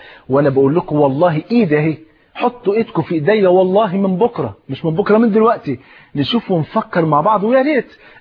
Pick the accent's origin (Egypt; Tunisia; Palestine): Egypt; أنا ملاحظ بعد الثورة إحنا إحنا إحنا نفسنا كمصريين نفرح بقى